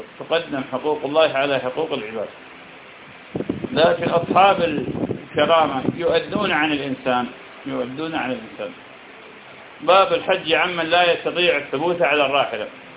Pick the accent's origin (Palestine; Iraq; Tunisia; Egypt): Iraq; يعني في بلدنا العراق الناس بفضل الله تعالى تسبب في هذا وغيره